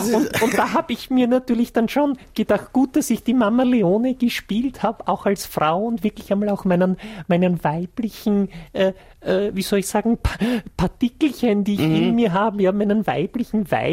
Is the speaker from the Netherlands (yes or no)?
no; England, United Kingdom; German is a second language; ist sozusagen Rauschgift bei uns in England